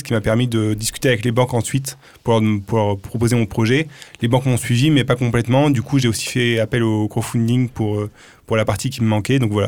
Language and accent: French; Occitanie, France; Alors, les Pyrénées-Orientales, c'était vraiment une décision évidente pour moi. C'est là où j'ai grandi et je suis vraiment amoureux de mon pays.